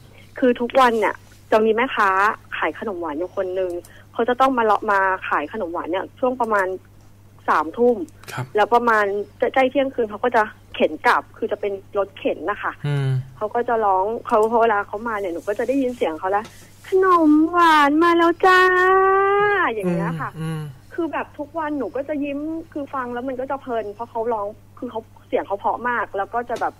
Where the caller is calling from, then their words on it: Pak Nam, Samut Prakan, Thailand; ที่บ้านจะบอกยังไงดี ใกล้ๆที่ทำงานแถวๆปากน้ำอะค่ะ